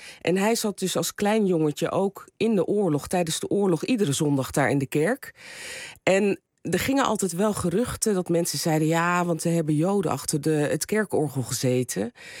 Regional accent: Rotterdam, South Holland, Netherlands; Ik ben opgegroeid in Rotterdam.

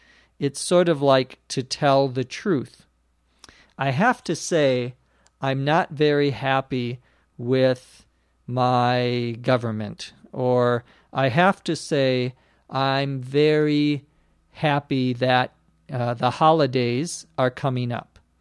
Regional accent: Los Angeles, California, United States; from Los Angeles, California.

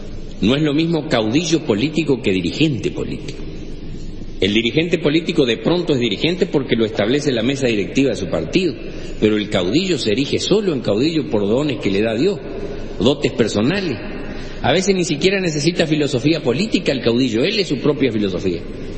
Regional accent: Chaco, Argentina; Yo no sé si alguna vez les dije que soy del Chaco. Sí, ¿no? Más o menos.

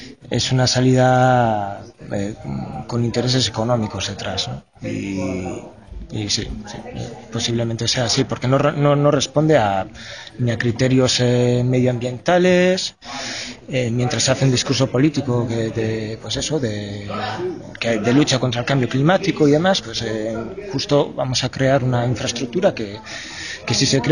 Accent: Usurbil, Basque Country, Spain; Pues mira, yo soy de Usurbil, un pueblo que queda a un kilómetro escaso de donde es la incineradora. Soy de ahí, tengo 42 años, siempre he vivido aquí

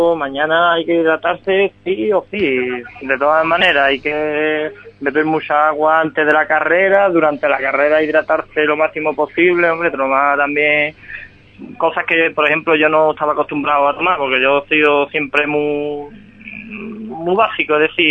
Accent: Ronda, Andalusia, Spain; mi pueblo natal es Ronda, es decir, el terreno más o menos lo conozco.

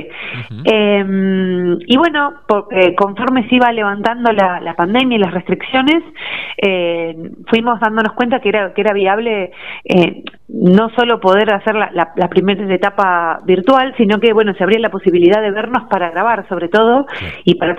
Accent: Tandil, Buenos Aires Province, Argentina; also born or lived in La Plata; Yo soy de Tandil y durante muchos años viví en la ciudad de La Plata, hasta justo antes de la pandemia. Ajá. Y bueno, mientras viajo mucho con mi proyecto musical, que ahora sí es el tercer año que hago base en Tandil.

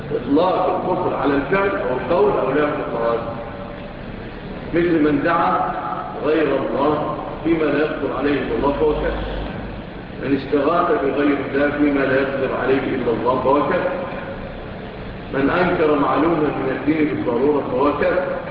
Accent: Egypt; لا سيما بلادنا مصر

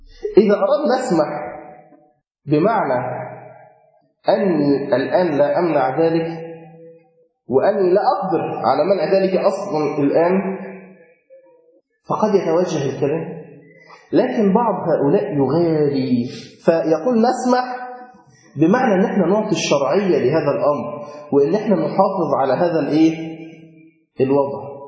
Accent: Egypt; طبعا في عندنا في مصر الناس بتقول كده برضو

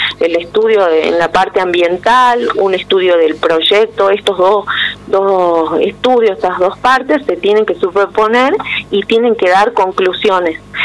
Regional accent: Jujuy, Argentina; quiero recalcar que somos todos jujeños autoconvocados, primero y principal

